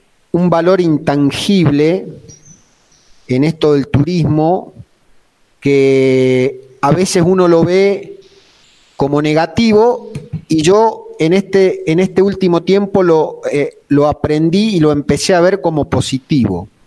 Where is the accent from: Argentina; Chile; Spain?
Argentina; Belén, Catamarca; also born or lived in Santa Fe; La verdad, yo soy santafesino de nacimiento. Por cuestiones laborales de mi padre, vinimos a Belén en el año 1984, yo tenía 8 años. Acá terminé la escuela primaria, hice hasta séptimo grado